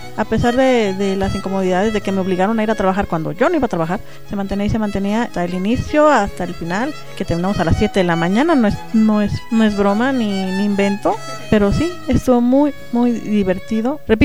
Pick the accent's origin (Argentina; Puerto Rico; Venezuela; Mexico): Mexico; Guadalajara, Jalisco; también soy de Guadalajara, también soy pagana y me gusta la comida china.